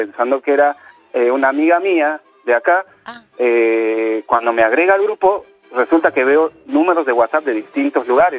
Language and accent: Spanish; Bolivia; now in Buenos Aires, Argentina; Yo soy de Bolivia, pero hace más de 16, 17 años que vivo acá en Argentina, Buenos Aires.